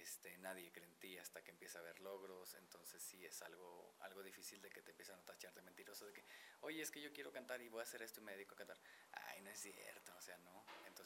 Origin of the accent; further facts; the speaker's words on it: Guanajuato, Mexico; Nací en Guanajuato, soy originario de allá, tengo 27 años